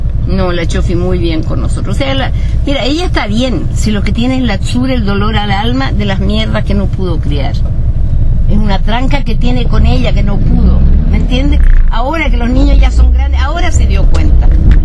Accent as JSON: {"language": "Spanish", "country": "Chile", "tie": "born or raised there", "also_born_or_lived": "Germany", "said": "Yo nací en Alemania, pero me crié, me eduqué en Sudamérica, por no decirte Chile. Chile."}